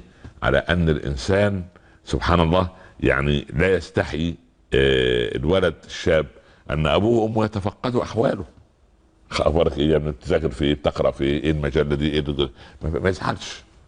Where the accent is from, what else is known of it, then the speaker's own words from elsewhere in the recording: Upper Egypt, Egypt; كان زمان في الأراضي الزراعية عندنا في الصعيد وفي الفلاحين وفي الأرياف